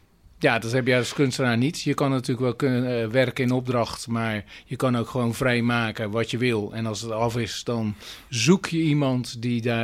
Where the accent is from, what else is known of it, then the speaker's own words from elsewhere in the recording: Rotterdam, South Holland, Netherlands; Eigenlijk kom ik uit Rotterdam.